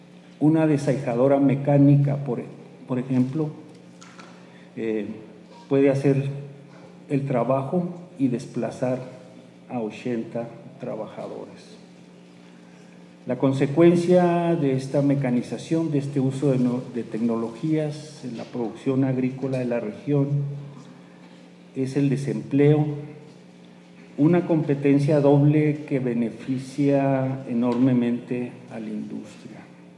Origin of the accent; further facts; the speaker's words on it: New Mexico, United States; en la región de donde vengo, en el caso, por ejemplo, de la cosecha de chile de Nuevo México